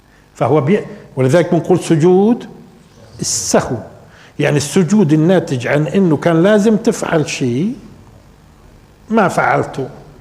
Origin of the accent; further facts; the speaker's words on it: Palestine; احنا مرات بننصب على لانه فلسطينيين.